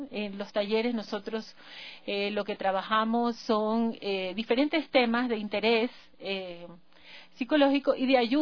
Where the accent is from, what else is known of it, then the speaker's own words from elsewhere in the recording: Manabí, Ecuador; now in Quito, Ecuador; Yo soy de Manabí.